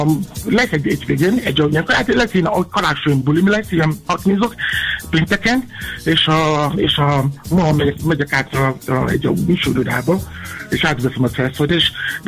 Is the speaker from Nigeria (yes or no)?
yes; Nigeria; Hungarian is a second language; now in Hungary; Én is átéreztem, amikor gyerek voltam Nigériában, én is álltam sorba, korán reggel